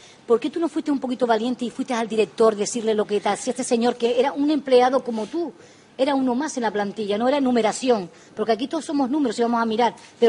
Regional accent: Canary Islands, Spain; te pido disculpas siendo española, porque los canarios siempre vamos a emigrar.

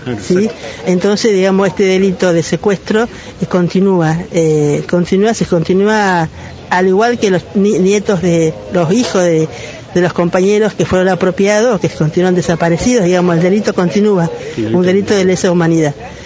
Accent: Argentina; Nos pasó como argentinos, ¿no?

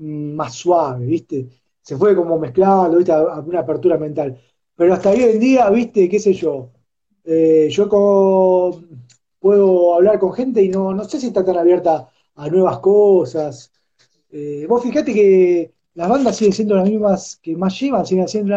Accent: Argentina; yo no pienso así, pero como soy argentino, entonces me tengo que meter ahí.

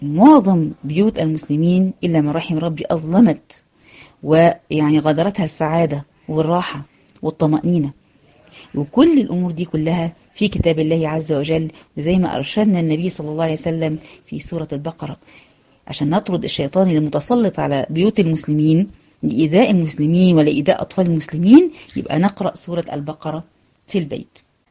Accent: Egypt; سواء كان بلاد المغرب العربي او عندنا في مصر او في غيرها

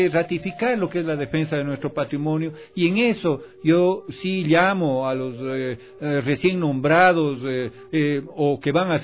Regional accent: Ecuador; de todo el Ecuador y de todos nosotros como ciudadanos ecuatorianos

